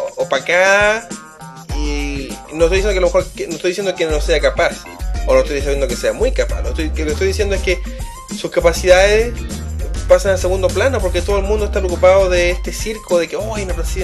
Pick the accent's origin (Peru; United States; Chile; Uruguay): Chile; nosotros, como chilenos, tenemos que nosotros mismos reconocer lo que estamos haciendo